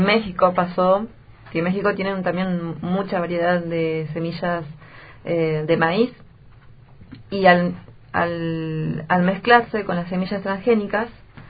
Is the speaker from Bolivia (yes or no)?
yes; Bolivia; con mi mamá, que ella es boliviana, yo también soy boliviana